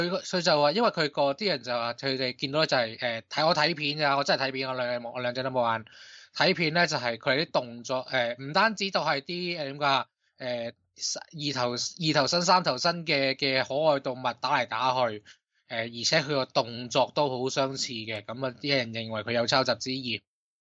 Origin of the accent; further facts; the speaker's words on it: Hong Kong; 我哋香港人嘅叫法就系抽佢水咧，